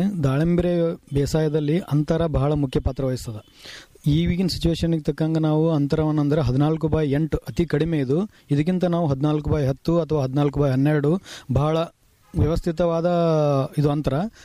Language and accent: Kannada; Kottalgi, Karnataka, India; ನಂಗೆ ಮೂಲ ನಮ್ಮೂರು 10ನೇ ತಾಲೂಕು ಕೊಟ್ಟಲ್ಗಿ ಅಂತ.